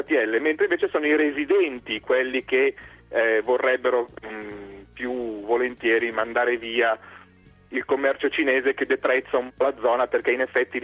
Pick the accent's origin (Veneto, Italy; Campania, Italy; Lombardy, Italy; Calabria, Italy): Lombardy, Italy; Milan; io da milanese me la ricordo com'era 20 anni fa